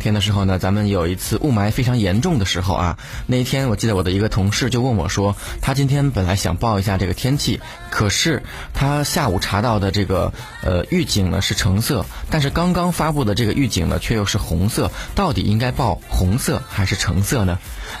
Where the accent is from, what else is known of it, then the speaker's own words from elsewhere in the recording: Beijing, China; 待会儿呢我们再来聊一个跟咱们北京人生活相关的一个事情啊